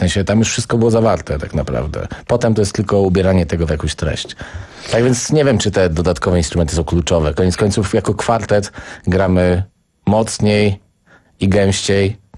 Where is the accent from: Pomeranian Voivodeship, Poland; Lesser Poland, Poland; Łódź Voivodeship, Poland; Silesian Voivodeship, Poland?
Pomeranian Voivodeship, Poland; Słupsk; Ja jestem ze Słupska, więc to dla mnie bardzo miła data.